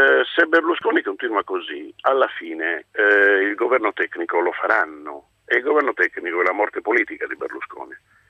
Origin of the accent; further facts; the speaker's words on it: Cagliari, Sardinia, Italy; born there; Io sono a casa mia in Sardegna, io ho la fortuna di avere la nascita a Cagliari